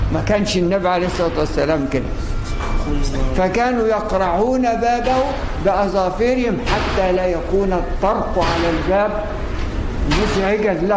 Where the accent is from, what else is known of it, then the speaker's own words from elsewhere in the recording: Egypt; ان احنا ناس كمصريين